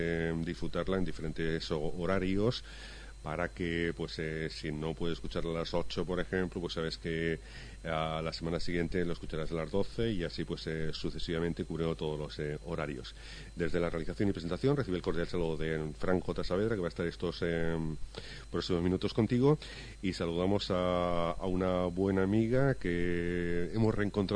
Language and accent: Spanish; Huesca, Aragon, Spain; los dos somos de Huesca, y nos encontramos en Fraga, que está pues que acá cerquita de Lérida, casi escapándose de Aragón